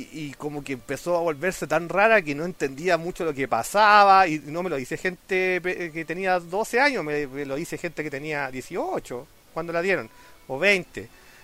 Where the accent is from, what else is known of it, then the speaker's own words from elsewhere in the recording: Chile; Estoy cagado, soy chileno.